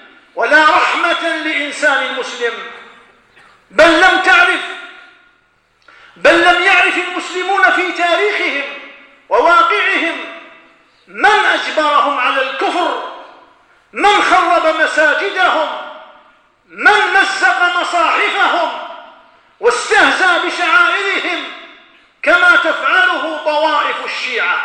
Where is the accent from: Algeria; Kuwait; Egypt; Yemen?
Algeria; ونذر الخطر تدق أجراسها في بلادنا الجزائر هنا وهناك